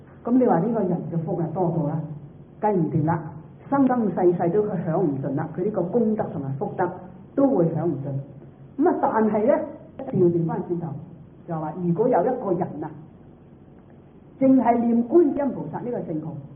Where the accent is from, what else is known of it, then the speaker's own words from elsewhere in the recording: Guangdong, China; 我哋廣東人就講大話咧，妄語。